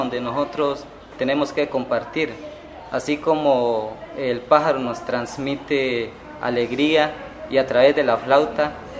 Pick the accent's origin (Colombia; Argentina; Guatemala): Colombia; Cauca; Yo vengo de la parte de Tierra Adentro, allá se fortalece mucho el Nasayugue